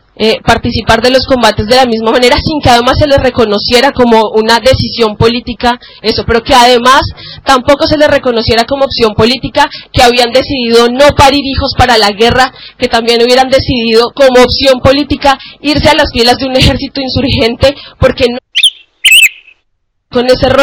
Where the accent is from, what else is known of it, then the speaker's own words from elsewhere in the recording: Colombia; Nosotras como mujeres colombianas tenemos la fortuna y la tristeza de tener que contar la historia de más de 50 años de enfrentamiento armado